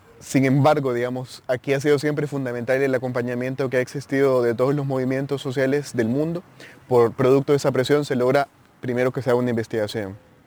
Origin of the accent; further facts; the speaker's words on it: La Esperanza, Intibucá, Honduras; soy de Honduras, del departamento de Intibucá, de La Esperanza.